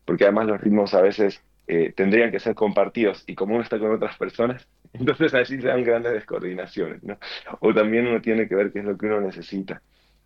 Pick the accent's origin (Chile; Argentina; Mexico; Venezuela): Argentina; born there; yo nací en Argentina, aunque no vivo mucho aquí.